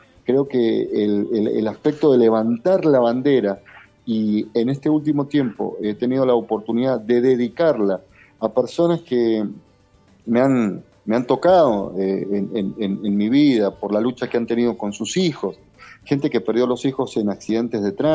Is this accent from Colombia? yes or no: no; Argentina; la forma que nosotros podemos caminar como argentinos para traer un mañana mejor.